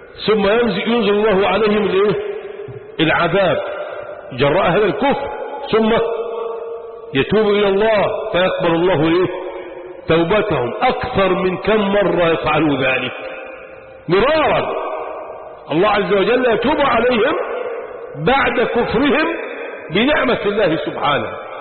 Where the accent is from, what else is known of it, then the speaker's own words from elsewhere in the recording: Sharqia Governorate, Egypt; يا عم باكل بس انا راجل شرقاوي